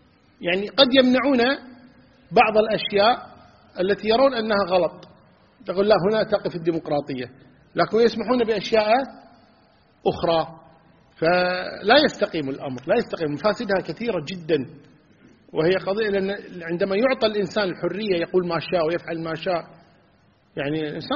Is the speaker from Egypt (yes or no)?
no; Kuwait; لقضية الانتخابات عندنا في الكويت